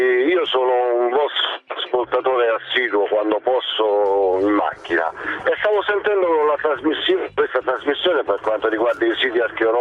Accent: Sicily, Italy; now in Rome, Italy; io sono siciliano di origine ma vivo in provincia di Roma e l'Italia l'ho girata tutta.

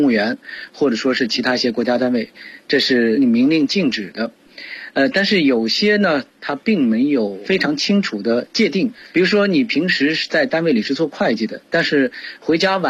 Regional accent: China

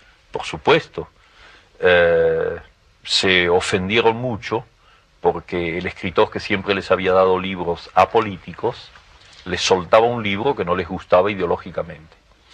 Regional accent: Argentina; Ahora, quien me lo encargaba era yo mismo como argentino.

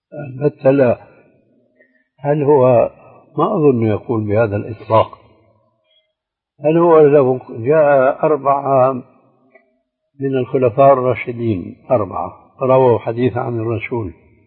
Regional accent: Syria; ولذلك أنا كما يقال عندنا في سوريا ضربت علويه

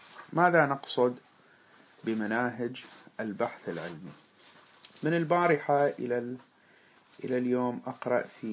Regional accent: Bahrain; أحد الخطباء عندنا في البحرين

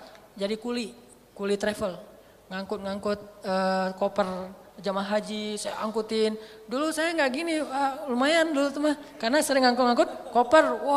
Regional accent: Aceh, Indonesia; Saya orang Aceh lagi waktu itu masih Aceh banget lah ya, masih ngomongnya mah blak-blakan, jelep gitu.

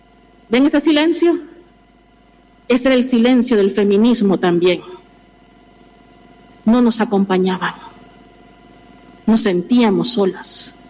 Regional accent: El Salvador; now in Spain; desde mi mirada latinoamericana, yo soy de El Salvador, yo he podido contemplar cuando vine aquí en el año 2009

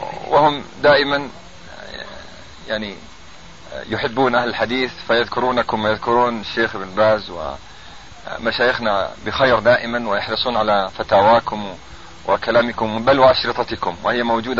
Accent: Ramallah and al-Bireh Governorate, Palestine; بل الرجل الآن ينام في قريتنا ومن قضاء نابس، ونحن من قضاء رام الله

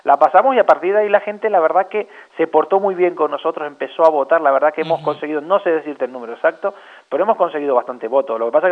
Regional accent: Taco, Canary Islands, Spain; Y uno, como canario que es y como buen conocedor de la isla de La Palma, porque tengo muchos amigos ahí, soy de tacuense, soy de Taco, pero tengo muchos amigos muy buenos en la isla de La Palma.

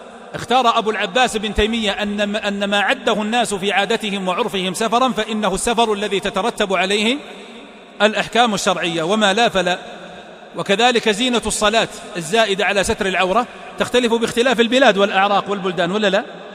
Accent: Riyadh, Riyadh Province, Saudi Arabia; الدرايش، النوافذ قصدي، الدرايش هذه عندنا في الرياض

